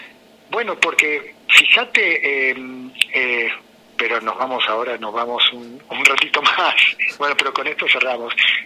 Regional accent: Argentina; sangre italiana, digamos, de la inmigración, este mestizaje que somos los argentinos, de sangre de la tierra a origen con sangre de las inmigraciones

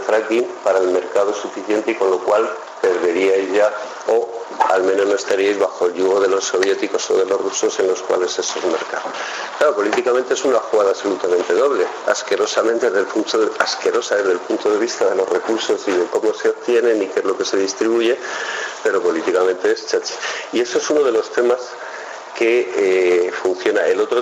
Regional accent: Castile and León, Spain; En mi tierra, que soy de Tierra de Campos, de Salamanca, de Sevilla, digo de Salamanca, perdón, Tierra de Campos se le llama

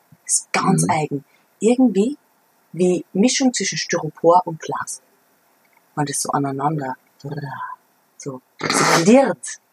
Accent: Ottensheim, Upper Austria, Austria; Naja, ich komme aus Ottensheim.

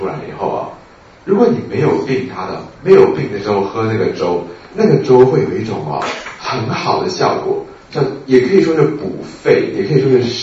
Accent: Taiwan; 跟我们台湾人的稀饭差不多，对不对？

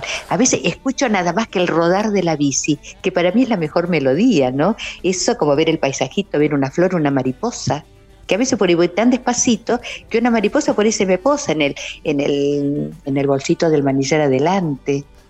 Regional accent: Ingeniero Huergo, Río Negro, Argentina; yo nací en Huergo, en una localidad que está aquí a 20, 15 kilómetros. Entonces, si recuerdo mi infancia, recuerdo esa calle que estaba

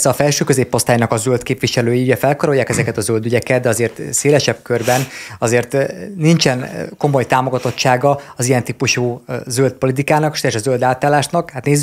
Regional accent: Dorog, Komárom-Esztergom, Hungary; Figyelj, én dorogi vagyok, tehát mi gyerekkorunkban gyűlöltük

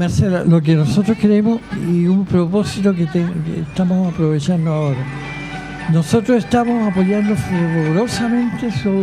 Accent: Chile; el mensaje que nos deja de alegría como chilenos.

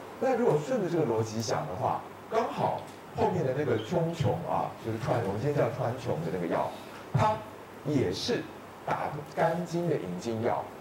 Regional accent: Taiwan; 所以我作为一个台湾人，我很喜欢把失眠的责任推卸给零的干扰

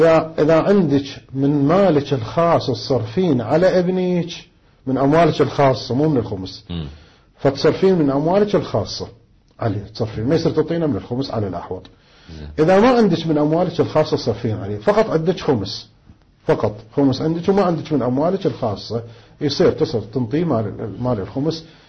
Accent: Karbala, Karbala Governorate, Iraq; الآن عندنا في كربلاء مثلا الزوجة ايش قد تحتاج بالشهر الى نفقة

